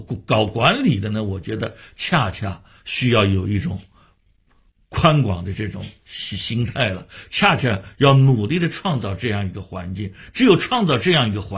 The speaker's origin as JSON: {"language": "Chinese", "region": "Shanghai", "country": "China", "said": "我发现北京人也做过我们上海人的戏啊"}